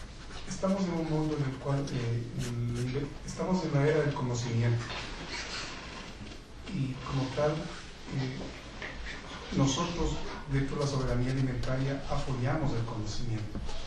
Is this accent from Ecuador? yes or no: yes; Ecuador; soy ecuatoriano y en nuestro país tenemos en la Constitución incluido la soberanía alimentaria.